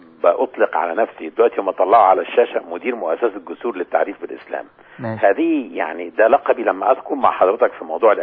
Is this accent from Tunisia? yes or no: no; Egypt; فلما الفرقة الانشاد الديني علمت ان انا مصري